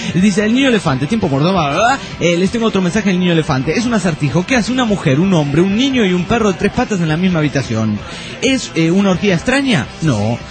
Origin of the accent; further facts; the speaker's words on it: Argentina; soy de Argentina